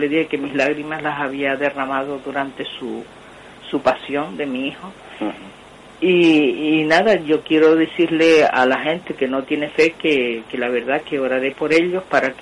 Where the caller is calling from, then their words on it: Tenerife, Canary Islands, Spain; de Tenerife.